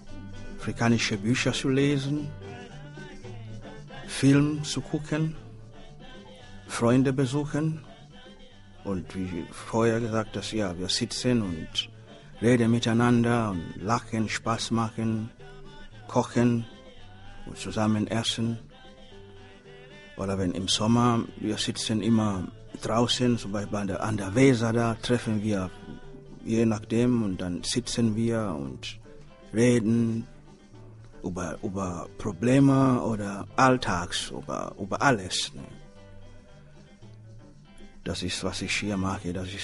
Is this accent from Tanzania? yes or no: yes; Tanzania; German is a second language; now in Germany; obwohl ich in Deutschland lebe, aber in meinem Herz, ich trage Tansania immer noch. Das ist meine, ja, meine Heimat.